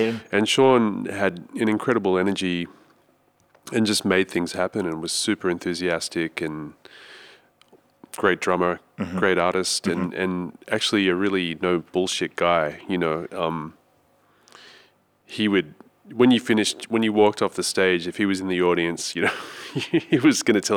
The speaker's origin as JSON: {"language": "English", "town": "Sydney", "region": "New South Wales", "country": "Australia", "said": "And I'm from Sydney originally"}